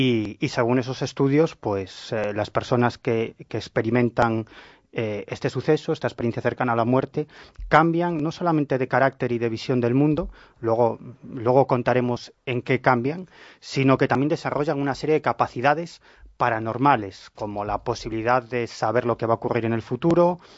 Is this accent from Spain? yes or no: yes; Galicia, Spain; Yo siempre digo que soy un gallego del sur.